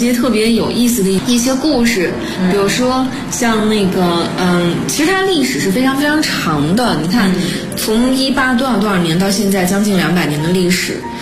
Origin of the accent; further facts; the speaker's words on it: China; 因为其实像因为我们从中国来的，就觉得老师可能都是非常规规矩矩的穿着和打扮哈